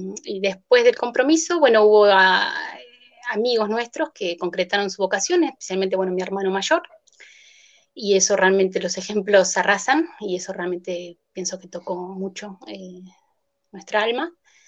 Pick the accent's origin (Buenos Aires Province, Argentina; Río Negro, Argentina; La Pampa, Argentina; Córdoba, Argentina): Buenos Aires Province, Argentina; La Plata; soy de La Plata, de Argentina, de La Plata. Fui a un colegio estatal, de una familia católica